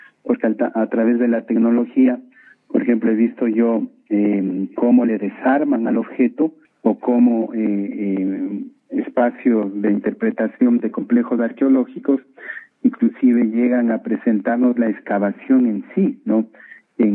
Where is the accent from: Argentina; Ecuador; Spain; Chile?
Ecuador; Quito, Pichincha; No se diga nosotros como ciudadanos ecuatorianos o quiteños, ¿no es cierto?